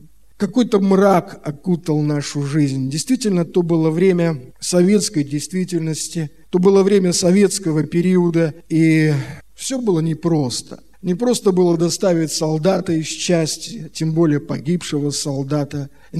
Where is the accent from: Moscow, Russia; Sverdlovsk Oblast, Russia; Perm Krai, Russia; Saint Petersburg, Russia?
Saint Petersburg, Russia; Я родился 12 августа 1961 года. Родился в Петербурге, наша семья была, в общем-то, самой обычной семьей.